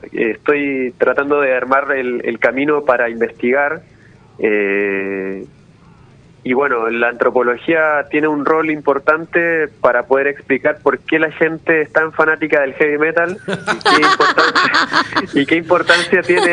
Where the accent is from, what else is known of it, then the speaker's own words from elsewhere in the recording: Chile; now in Argentina; Yo soy de Chile, sí, y me vine hace 5 años y medio.